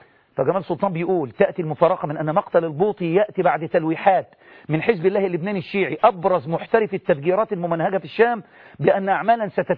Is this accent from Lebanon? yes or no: no; Egypt; عادي ده، عادي عندنا في مصر ده عادي